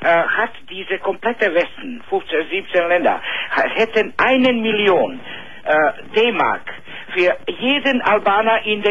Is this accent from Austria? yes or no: no; Bosnia & Herzegovina; now in Serbia; Ich bin ursprünglich aus Bosnien und ich lebe in Nähe von Belgrad.